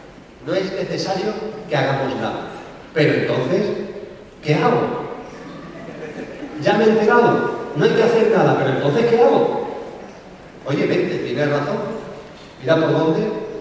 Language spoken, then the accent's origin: Spanish; Seville, Andalusia, Spain; born there; en el Hospital García Morato de Sevilla, que fue donde yo nací